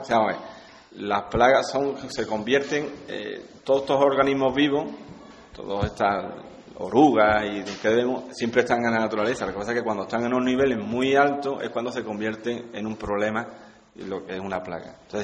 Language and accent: Spanish; Ubrique, Andalusia, Spain; Aunque mis padres no eran de aquí, de Ubrique, pero yo soy, he nacido y me he criado aquí en Ubrique.